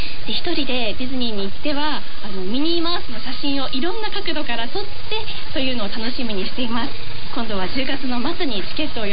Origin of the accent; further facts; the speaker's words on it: Akita, Japan; 私の出身地は秋田県なんですけれど